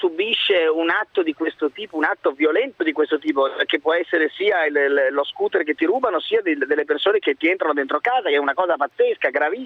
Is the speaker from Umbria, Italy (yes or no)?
no; Padua, Veneto, Italy; born there; sono sbarcato da poco nella mia città natale, a Padova. In questo momento sono a Padova